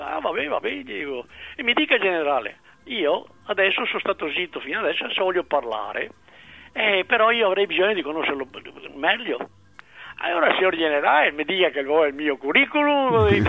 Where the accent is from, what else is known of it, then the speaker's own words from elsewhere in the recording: Veneto, Italy; e mi sono Veneto, scrivo in Veneto